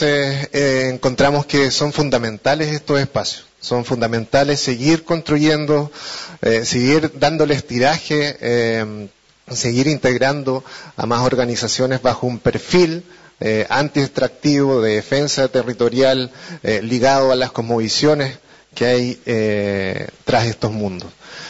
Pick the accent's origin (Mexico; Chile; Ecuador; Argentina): Chile; Los Lagos; soy chilueño